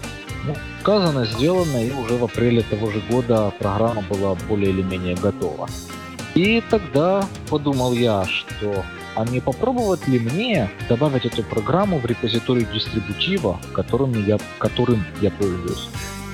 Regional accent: Eastern Ukraine, Ukraine; now in Finland; Большую жизнь я провел, как правильно было замечено, в Восточной Украине и не исследовал свой акцент, но, наверное, да, что-то в нем это выдает. А в данный момент, тем не менее, я нахожусь в Финляндии, работаю, проживаю.

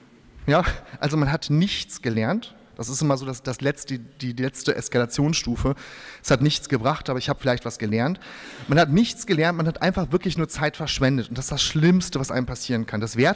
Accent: Bielefeld, North Rhine-Westphalia, Germany; born there; Und ich bin halt ein gebürtiger Westfale. Das heißt, Westfalen sind, ich habe das vor kurzem mal in so einer Präsentation reingeschrieben, grundkonservativ, solide, Stück weit langweilig und bodenständig, weil in Bielefeld haben wir nicht viel, was uns ablenkt.

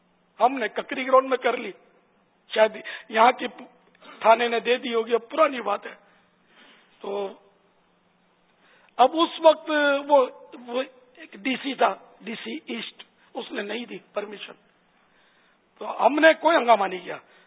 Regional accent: Karachi, Sindh, Pakistan; born there; لیکن میں پاکستان میں پیدا ہوا ہوں. باب المدینہ میرا مولد ہے, میرا برتھ پیلس باب المدینہ کراچی ہے, تو ہم تو اصلاً نسلاً پاکستانی ہوں

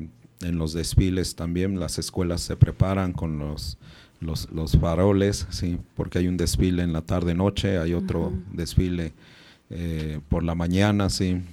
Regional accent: Mexico; tenemos una identidad también como pueblo originario y una identidad también como mexicana y mexicano.

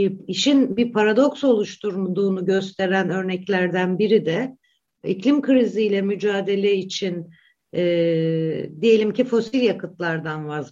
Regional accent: Black Sea Region, Turkey; Örneğin ben Karadenizliyim.

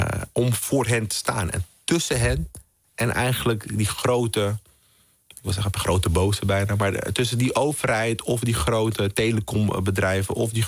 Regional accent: Amsterdam, North Holland, Netherlands; Nou, ik ben in Amsterdam-Zuidoost opgegroeid. Vooral in de jaren 90 was het toch een hele spannende plek.

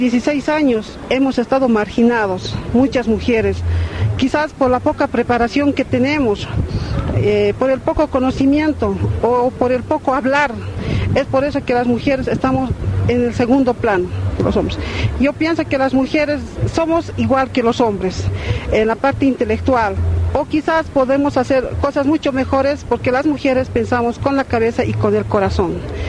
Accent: Oruro, Bolivia; soy del país de Bolivia, del departamento de Oruro.

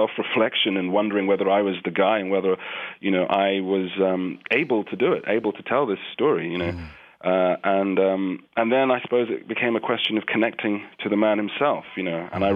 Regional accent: London, United Kingdom; growing up in London

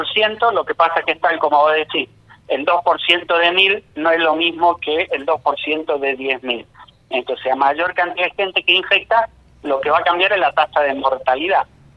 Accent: Argentina; es un tema que tenemos que reconsiderar como argentinos

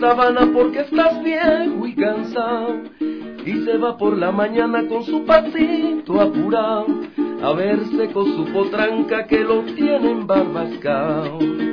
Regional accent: Suata, Aragua, Venezuela; mi pueblo Suata, pueblito pequeño ya del estado de Aragua, donde me crié.

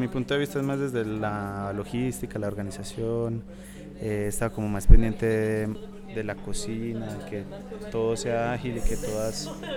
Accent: Medellín, Antioquia, Colombia; Soy de Medellín, Colombia, artista plástico. Ahorita estoy haciendo trabajo colaborativo aquí en el Martadero, como parte de mi viaje

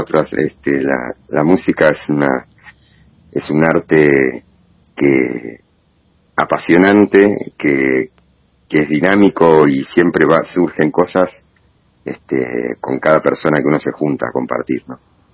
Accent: Bernal, Buenos Aires Province, Argentina; soy originario de Bernal. Después viví 15 años en Boedo, en Capital. Y hace ya unos años, ya casi 8 años creo ya, por suerte pude volver para estos lados, que es un poco más mi aire, mi hábitat, en Don Bosco

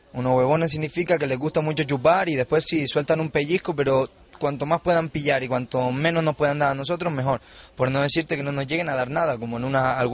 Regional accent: Canary Islands, Spain; porque yo soy conejero, yo soy de Lanzarote.

